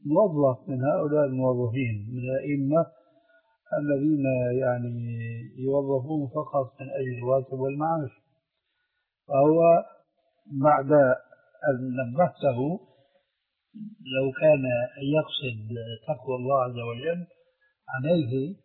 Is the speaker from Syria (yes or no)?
yes; Syria; وهكذا عندنا في سوريا أيضا يقولون الذال لذينة